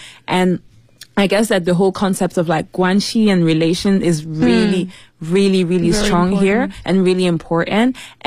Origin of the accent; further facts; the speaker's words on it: Paris, Île-de-France, France; also born or lived in New York; my parents are from Congo, but I was born in Paris. And when I was maybe 6 months, I moved to New York. And so from then onwards, I was kind of doing back and forth between Paris and New York. Then I came back to Paris for good to finish high school.